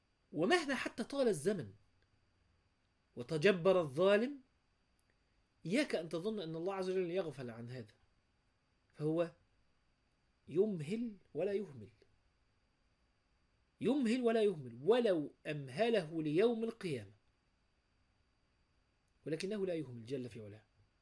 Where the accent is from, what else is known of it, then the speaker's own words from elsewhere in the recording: Egypt; ممكن ده مش عندنا في مصر